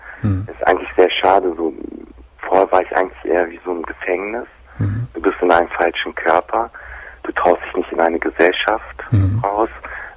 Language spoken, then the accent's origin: German; Germany; Ich bin auch hier in Deutschland geboren, ja.